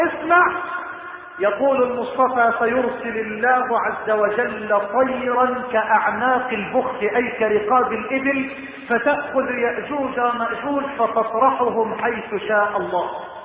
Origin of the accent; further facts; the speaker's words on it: Egypt; اللهم لا تحرم بلدنا مصر من الأمن والأمان،